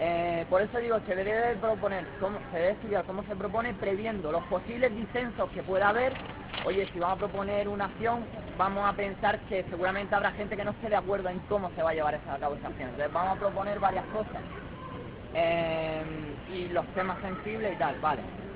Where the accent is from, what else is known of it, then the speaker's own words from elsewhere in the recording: Almería, Andalusia, Spain; de Almería.